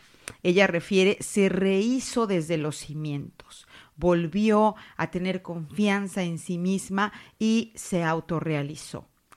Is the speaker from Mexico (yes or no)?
yes; Mexico; now in Zaragoza, Spain; cuando yo llegaba aquí a esta tierra, a Zaragoza, y para mí todo era nuevo, todo era diferente a mi cultura de origen, yo soy mexicana